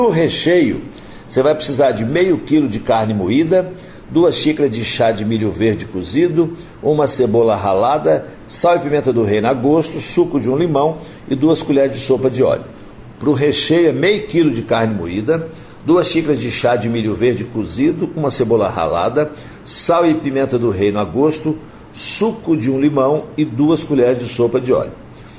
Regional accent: Minas Gerais, Brazil; E como ela é baiana e eu sou mineiro, lá em casa virou uma bagunça.

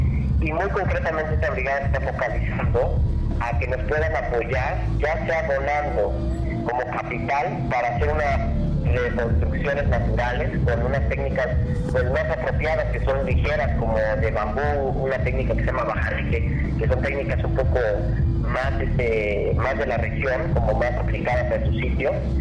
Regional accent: Mexico; eso es lo que tenemos que ejercitar como mexicanos, ¿no?

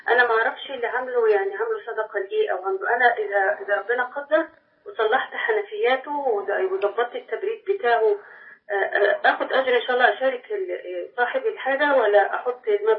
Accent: Cairo, Cairo Governorate, Egypt; أنا من القاهرة

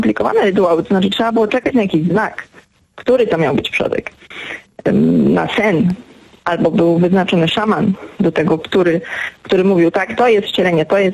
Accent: Gdańsk, Pomeranian Voivodeship, Poland; ja jestem z Gdańska i jestem z tym miastem bardzo związana.

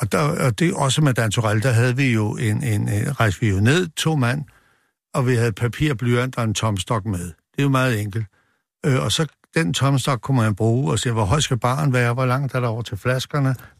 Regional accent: Copenhagen, Capital Region of Denmark, Denmark; og jeg kommer fra Nørrebro

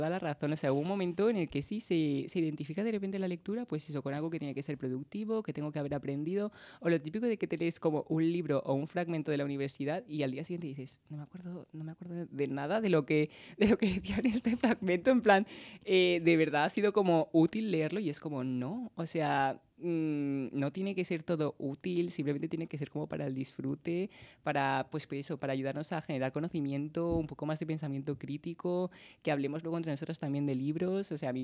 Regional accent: Madrid, Community of Madrid, Spain; mi familia pues de Canarias, pero yo soy de aquí de Madrid.

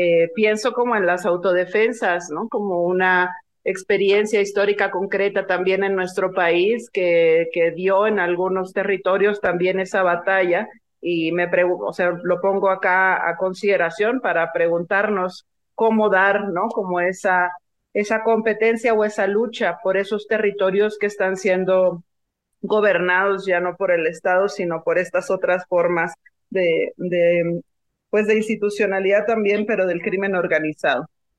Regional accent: Sonora, Mexico; Yo soy del norte, yo soy de Sonora

